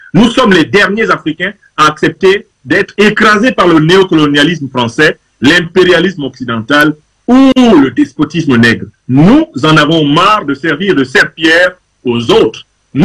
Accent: Cameroon; born there; je vais commencer par mon pays natal, le Cameroun, et vous serez témoin de cette démarche.

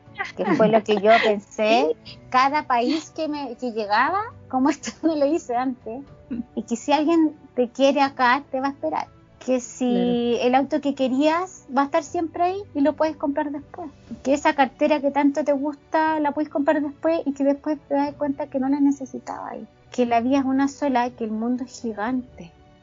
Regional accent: Chile; soy chilena, llegué recién

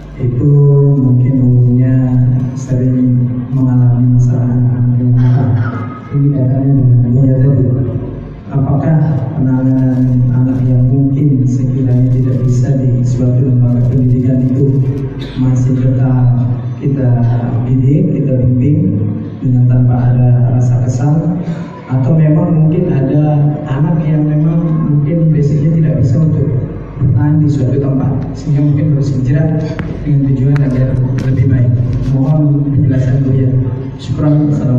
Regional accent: Indramayu, West Java, Indonesia; Saya aslinya Indramayu.

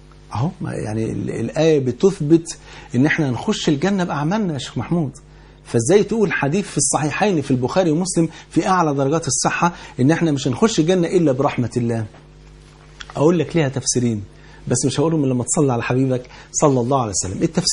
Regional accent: Egypt; وانت عارف يعني الفول عندنا في مصر كان فرض عين يعني

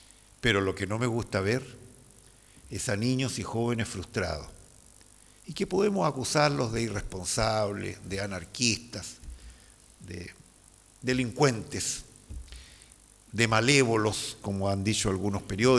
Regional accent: Chile; Yo tengo la esperanza como chileno de que podemos corregir rumbos

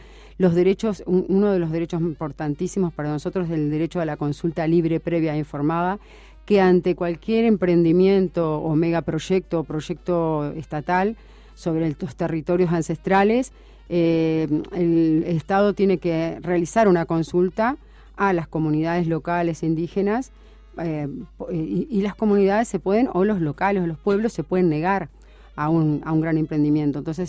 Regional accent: Uruguay; nosotros, como uruguayos, por ejemplo, nos falta esa pata de la mesa de la identidad.

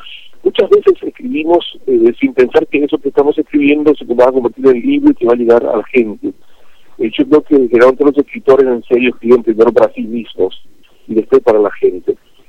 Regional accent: Paraguay; sin prejuicios lógicos que uno tiene siendo paraguayo

